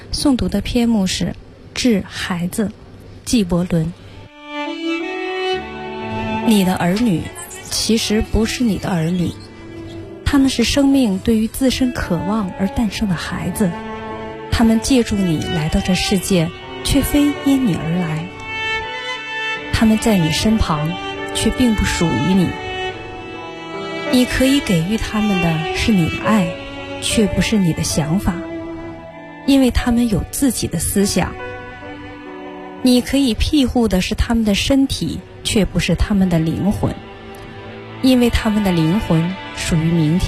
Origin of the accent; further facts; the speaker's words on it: Dandong, Liaoning, China; 大家好，我来自辽宁丹东